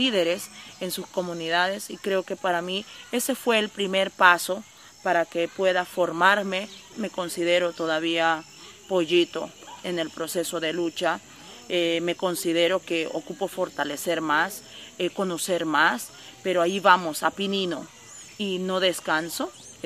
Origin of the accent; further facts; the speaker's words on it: Honduras; Soy indígena misquito de Honduras